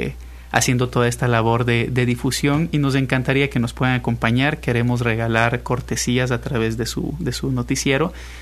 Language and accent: Spanish; Ambato, Tungurahua, Ecuador; moved away; Soy de Ecuador, de la mitad del mundo, y aparte de Ecuador, soy de la mitad de Ecuador, de una ciudad pequeñita llamada Ambato. Salí hacía varios años de allá